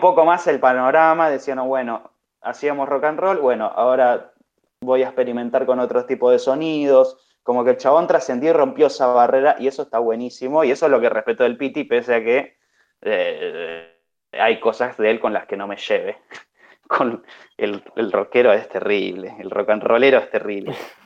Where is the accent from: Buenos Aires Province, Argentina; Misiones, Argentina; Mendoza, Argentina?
Buenos Aires Province, Argentina; Rafael Calzada; Prácticamente nací en el Bunbury, en Calzada. Me parieron ahí en el bar. Y me crié como todo ese tumulto.